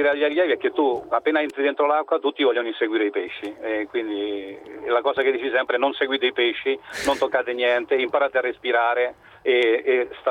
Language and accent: Italian; Rome, Lazio, Italy; now in Milan, Italy; No, io sono di Roma. Sono di Roma. Vivo a Milano, ma sono di Roma.